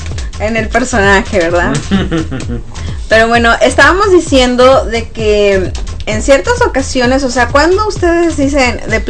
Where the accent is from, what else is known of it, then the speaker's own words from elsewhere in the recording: Sonora, Mexico; la carrilla de por ejemplo, de Sonora, para los que somos sonorenses, es muy peculiar